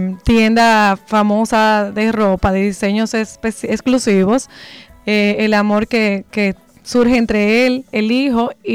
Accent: Dominican Republic; Pienso que es un tremendo exponente de la música y que tal vez como dominicanos no le hemos dado el valor, la proyección.

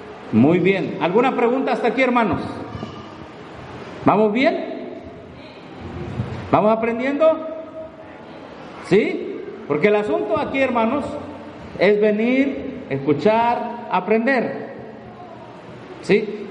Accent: Mexico; Bueno, todos somos vecinos de Estados Unidos, somos mexicanos.

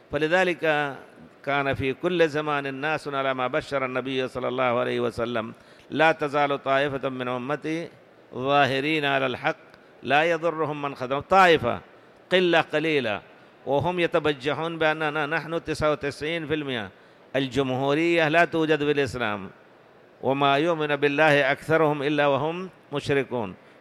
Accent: India; وأنا ذكرت لكم بالأمس أن في بلادنا الهند في الحقيقة يتناحرون ما لا تتصور أنت

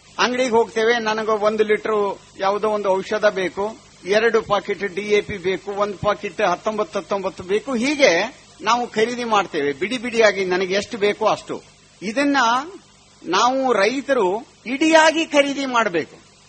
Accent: Managuli, Karnataka, India; ನಾನು ಸಣ್ಣವನಿದ್ದಾಗ ನನ್ನ ಊರು ಇಲ್ಲೇ ಸ್ವಂತ ಊರು ಮನಗೂಳಿ

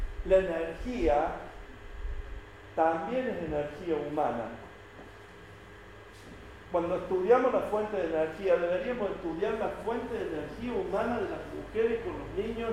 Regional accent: Argentina; cada uno de nosotros como argentinos tenemos anualmente más de 3.000 kilos.

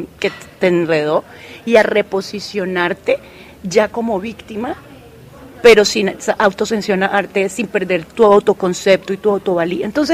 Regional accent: Colombia; soy colombiana, abogada, politóloga

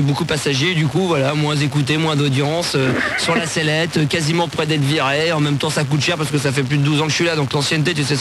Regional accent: Pierrelatte, Auvergne-Rhône-Alpes, France; je suis avec tous mes potes, on est de Pierre Latte

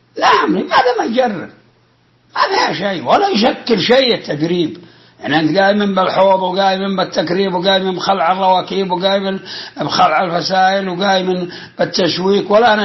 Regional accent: Al-Qassim, Saudi Arabia; وجاء في ندوة بوزارة الزراعة في عنيزة عندنا في القصيم

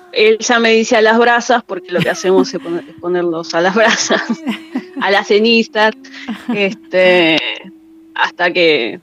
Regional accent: Mar del Plata, Buenos Aires Province, Argentina; born there; Yo soy lafkenche, nací en Mar del Plata

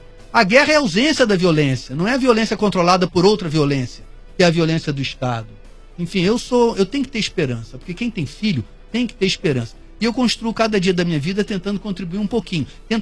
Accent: Rio de Janeiro, Brazil; born there; E a vida já é dura para mim, que nasci branco na Zona Sul do Rio de Janeiro.

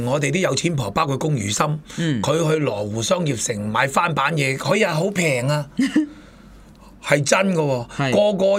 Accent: Kaiping, Guangdong, China; 即係我自己係四會，唔係我自己就開平仔啦。

